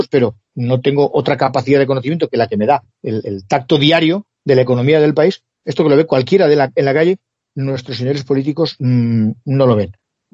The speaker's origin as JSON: {"language": "Spanish", "country": "Spain", "said": "Y centrándonos un poco en lo que nos toca como españoles, hay que hacer una reflexión."}